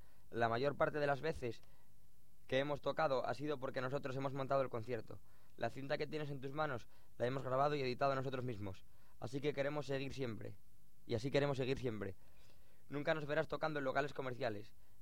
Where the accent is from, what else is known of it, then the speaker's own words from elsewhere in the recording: Avilés, Asturias, Spain; en Avilés, que es donde, de donde soy